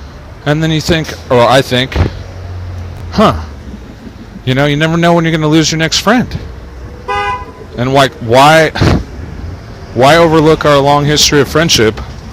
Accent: Santa Cruz, California, United States; born there; now in Los Angeles, United States; because I was born in Santa Cruz.

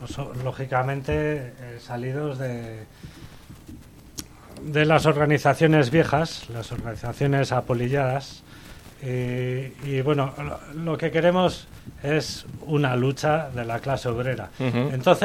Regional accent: San Sebastián, Basque Country, Spain; now in Goierri, Spain; soy de aquí, de Donosti, me he ido a vivir al Goierri

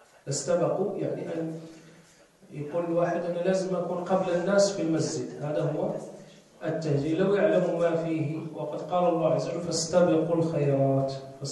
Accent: Morocco; والحمد لله احنا عندنا في المغرب هذا، عندنا هذا الترجيع

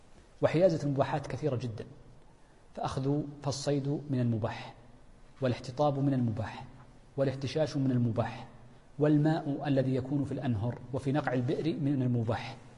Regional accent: Hejaz, Saudi Arabia; والتين عندنا في الحجاز مثلا، في الطائف التين في ينبت

